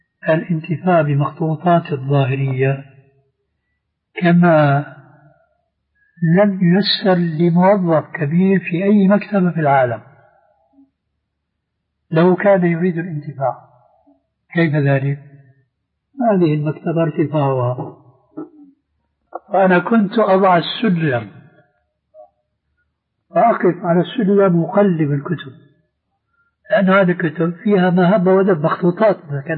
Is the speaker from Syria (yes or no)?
yes; Syria; وبلطو سيرة أيضا يقولون عندنا في الشام